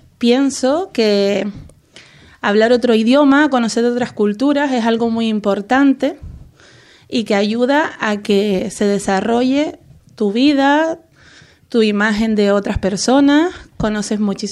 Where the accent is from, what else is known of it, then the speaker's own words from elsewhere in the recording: Canary Islands, Spain; born there; now in Lanzarote, Spain; Yo nací en Gran Canaria y llevo 2 años en Lanzarote. Hemos venido por motivos de trabajo, aunque me gustaría muchísimo volver a Gran Canaria porque allí tengo toda mi familia.